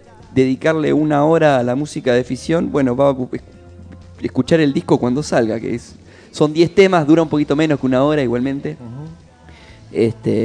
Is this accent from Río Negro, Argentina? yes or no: no; Tandil, Buenos Aires Province, Argentina; now in Buenos Aires, Argentina; somos oriundos de Tandil. Hoy en día estamos, José y yo, estamos viviendo acá en Buenos Aires.